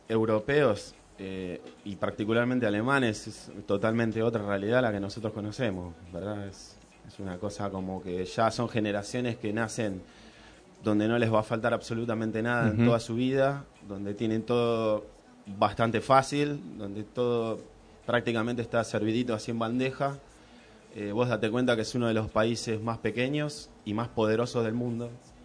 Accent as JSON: {"language": "Spanish", "town": "Moreno", "region": "Buenos Aires Province", "country": "Argentina", "said": "yo, que vengo de Argentina, de Buenos Aires, y nací acá en Moreno"}